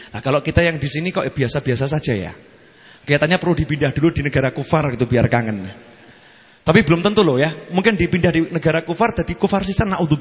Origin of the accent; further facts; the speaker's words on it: Surakarta, Central Java, Indonesia; Saya ini orang Solo Mary.